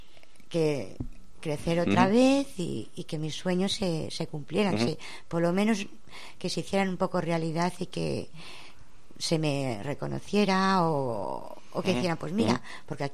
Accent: Madrid, Community of Madrid, Spain; now in Valdemoro, Spain; Y bueno, yo soy de Madrid y bueno, pues vivo en Valdemoro.

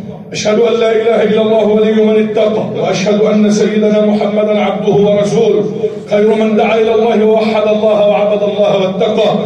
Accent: Egypt; اللهم اجعل بلدنا مصر امنا امانا

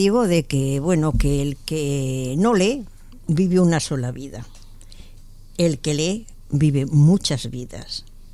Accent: Barcelona, Catalonia, Spain; now in Madrid, Spain; yo no he nacido aquí en Madrid, vine de Barcelona.

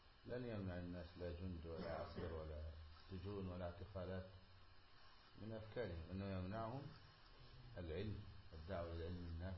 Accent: Egypt; من علماء بلدنا مصر

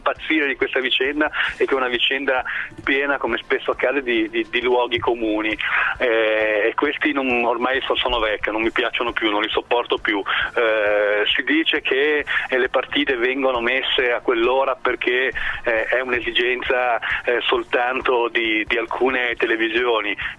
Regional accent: Genoa, Liguria, Italy; Sono di Genova

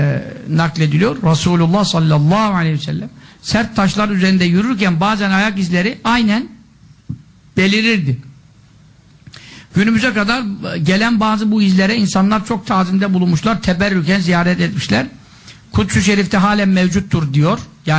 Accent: Samsun, Turkey; Memleketim benim. Annem oralı, dedem hep oralı. Samsun tarafındanız

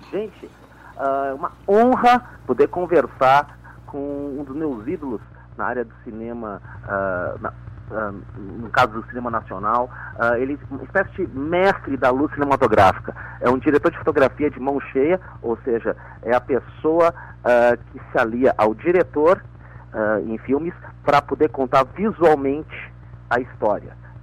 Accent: Piauí, Brazil; born there; o estado onde eu nasci, no Piauí.

